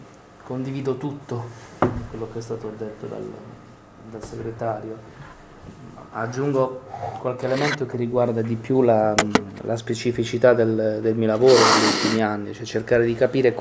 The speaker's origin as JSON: {"language": "Italian", "region": "Apulia", "country": "Italy", "said": "Io vengo dalla Puglia, un'area importante per l'agricoltura nazionale che è il sud-est barese"}